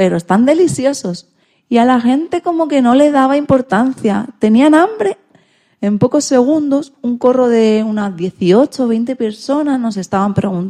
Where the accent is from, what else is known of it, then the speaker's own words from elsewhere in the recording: Puerto Rico; o al menos en mi país, Puerto Rico.